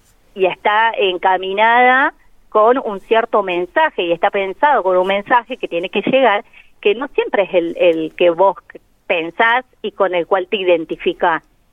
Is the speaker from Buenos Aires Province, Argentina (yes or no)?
no; Córdoba, Argentina; now in La Pampa, Argentina; yo soy de Córdoba, apenas me vine a vivir acá, empecé a trabajar con redes sociales y esto ya hace 10 años.